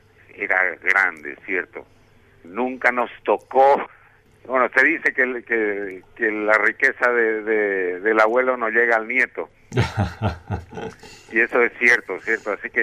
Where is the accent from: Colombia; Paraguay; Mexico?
Paraguay; Villa Morra, Asunción; Las antenas, yo de chico, yo vivía en Villamorra de chico, nunca, ya no vi esas antenas gigantes